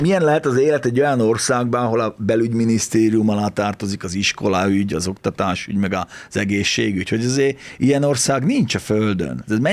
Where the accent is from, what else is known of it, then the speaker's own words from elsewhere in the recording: Felvidék, Slovakia; mi együtt nőttünk fel, ugye annak idején, ez egy felvidéken, soha semmilyen súrlódás nem volt